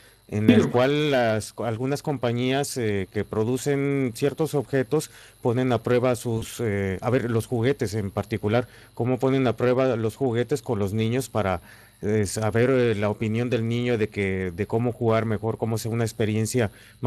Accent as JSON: {"language": "Spanish", "country": "Mexico", "lives_now": "Spain", "said": "Yo soy mexicano, pero también vivo acá en España."}